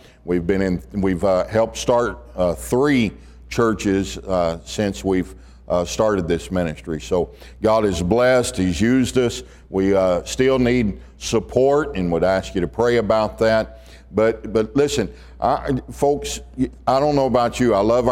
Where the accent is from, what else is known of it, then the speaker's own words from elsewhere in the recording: Pasadena, Texas, United States; Down the Houston area, and that's where I grew up in Pasadena, Texas. It's on the southeast side of Houston.